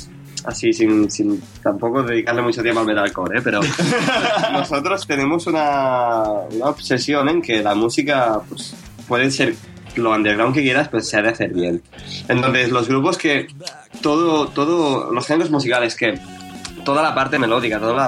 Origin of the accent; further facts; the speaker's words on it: Terrassa, Catalonia, Spain; nosotros somos de Tarrasa